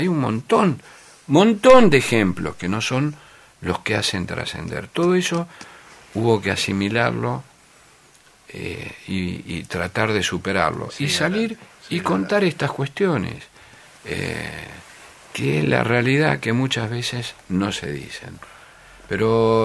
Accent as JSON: {"language": "Spanish", "country": "Argentina", "said": "nosotros somos, el argentino es muy exitista, es como el campeonato del mundo"}